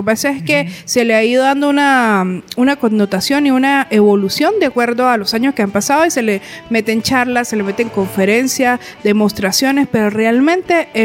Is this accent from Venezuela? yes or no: yes; Venezuela; now in Colombia; yo soy venezolana y ahora estoy radicada en Colombia.